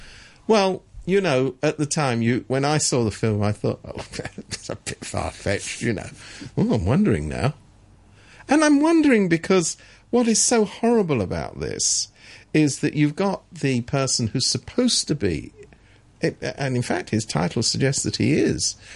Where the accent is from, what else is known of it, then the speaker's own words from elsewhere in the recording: England, United Kingdom; I'm from England